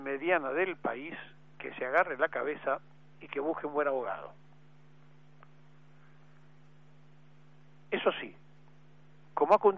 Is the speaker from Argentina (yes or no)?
yes; Argentina; sino que todos somos argentinos.